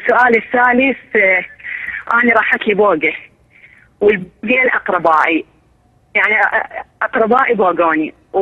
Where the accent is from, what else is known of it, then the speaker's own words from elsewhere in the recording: Al Anbar, Iraq; إحنا نازحين مهجرين من أهل الأنبار